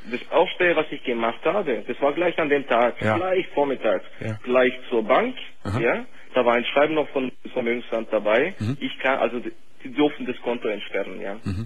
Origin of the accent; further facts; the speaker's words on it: Baden-Württemberg, Germany; accent: half Swabian, half Yugoslav; das ist halb schwäbisch und halb jugoslawisch.